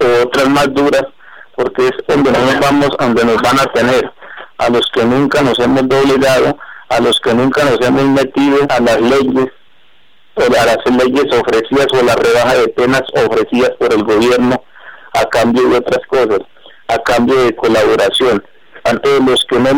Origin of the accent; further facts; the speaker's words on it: Colombia; el sentimiento de nosotros como colombianos